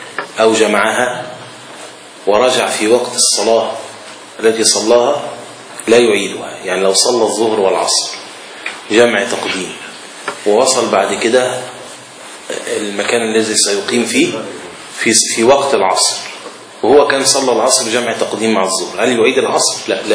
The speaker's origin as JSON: {"language": "Arabic", "town": "Alexandria", "region": "Alexandria Governorate", "country": "Egypt", "said": "عندنا في اسكندرية في صور الإسكندرية القديم موجود في بعض الأماكن أجزاء منها"}